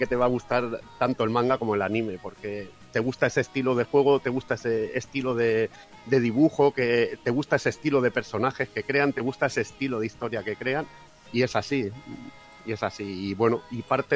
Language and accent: Spanish; Catalonia, Spain; hay una región de España que es de donde soy yo, que es Cataluña, que está pegando a Francia